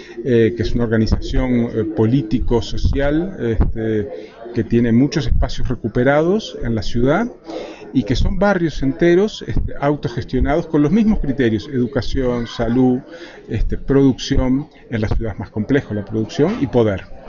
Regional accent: Uruguay; vengo de Uruguay

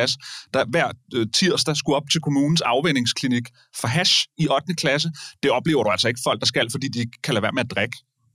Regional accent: Hillerød, Capital Region of Denmark, Denmark; da jeg voksede op i Hillerød

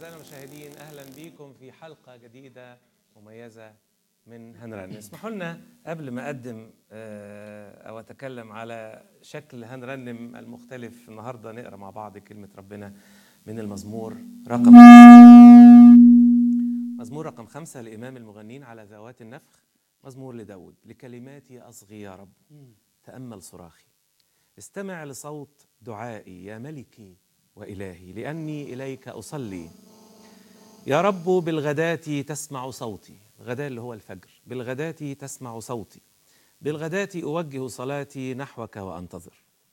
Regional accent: Egypt; ولما نقول إنه بلادنا مصر تنتظر شيء جديد مختلف

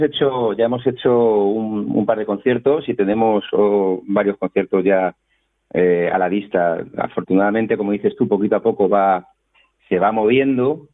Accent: Alcorcón, Community of Madrid, Spain; Sí, yo soy de Alcorcón.

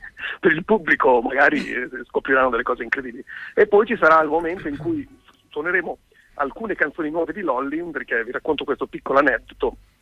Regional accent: Emilia-Romagna, Italy; Io sono localista. Esatto, sono romagnolo. Sono romagnolo mio malgrado.

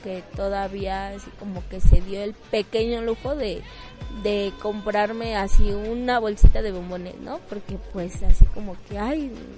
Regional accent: Mexico City, Mexico; yo nací aquí en La Merced, no, soy nacida de La Merced

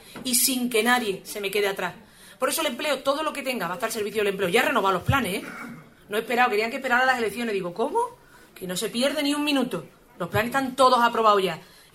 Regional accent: Andalusia, Spain; Digo, ay, que los andaluces somos peores españoles o qué.

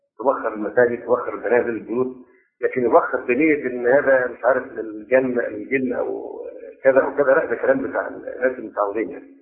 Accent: Egypt; هذه القضيه بالذات هنا عندنا في مصر الان مشكله في غايه التعقيد

